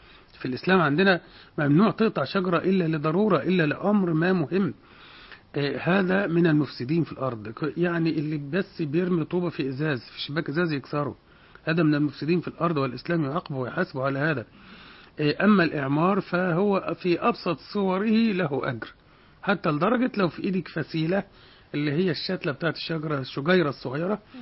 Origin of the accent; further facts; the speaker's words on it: Egypt; فهذا راجع إلى قلة الإنتاج عندنا كمصريين بشكل عام